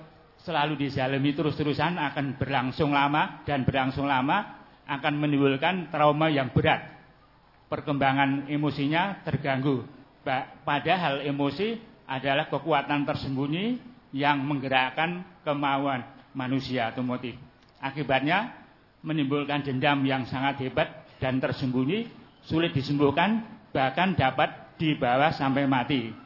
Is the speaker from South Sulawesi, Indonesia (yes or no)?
no; Surakarta, Central Java, Indonesia; born there; umur 66 tahun, lahir di Solo dan tinggal di Noto Sumen.